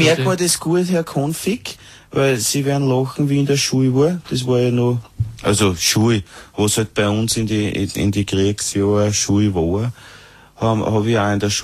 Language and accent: German; Vienna, Austria; Nein, eher aus Wien. Im dritten bin ich aufgewachsen, beim Rochusmarkt unten.